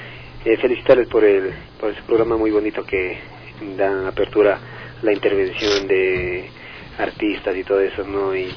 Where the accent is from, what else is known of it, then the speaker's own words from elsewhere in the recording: Quito, Pichincha, Ecuador; yo soy del sur de Quito